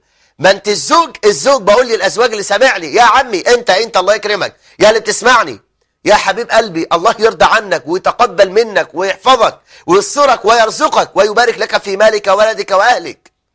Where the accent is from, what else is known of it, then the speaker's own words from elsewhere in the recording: Egypt; احنا عندنا في مصر يا شباب